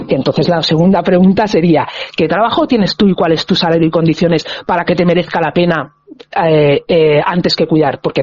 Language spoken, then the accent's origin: Spanish; Catalonia, Spain; Yo vengo de Cataluña